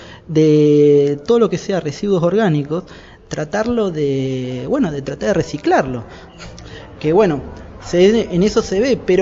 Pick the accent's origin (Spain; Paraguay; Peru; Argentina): Argentina; Moreno, Buenos Aires Province; yo como ciudadano, digamos, de Moreno y también como argentino